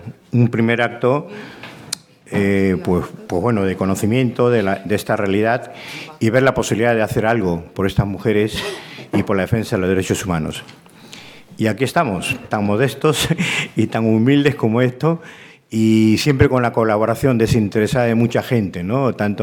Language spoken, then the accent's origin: Spanish; Peru; moved away; llevo ya aquí 40 años, vine de Perú